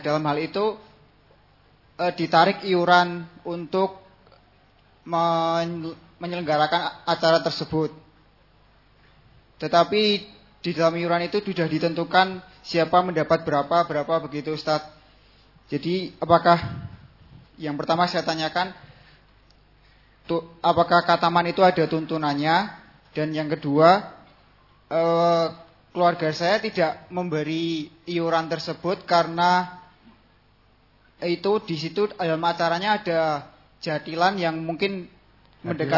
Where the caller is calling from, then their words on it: Temanggung, Central Java, Indonesia; Ini pertanyaan dari saya dari Temanggung, Pak.